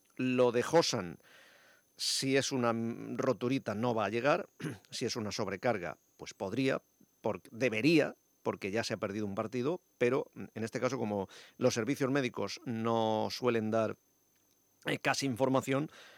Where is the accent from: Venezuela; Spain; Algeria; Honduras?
Spain; Elda, Valencian Community; born there; now in Elche, Spain; yo soy de cuna de Elda, aunque ilicitano de adopción. Nací en Elda